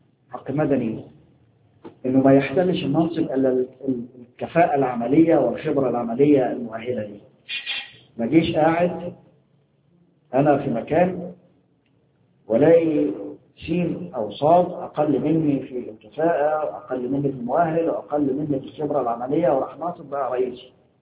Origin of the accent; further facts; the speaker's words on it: Egypt; إحنا عندنا في مصر كان الدستور السابق